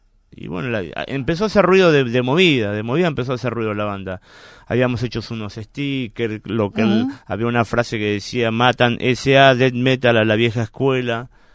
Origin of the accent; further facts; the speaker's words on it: Claypole, Buenos Aires Province, Argentina; decidimos hacer una fecha ahí en el barrio, Claypole, nosotros somos de Claypole.